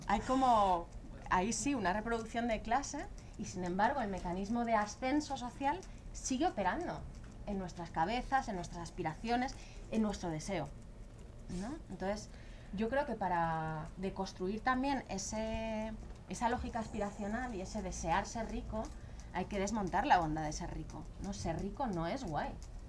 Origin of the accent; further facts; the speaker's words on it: Madrid, Community of Madrid, Spain; now in Berlin, Germany; tanto en esta ciudad, en mi ciudad de origen también en Madrid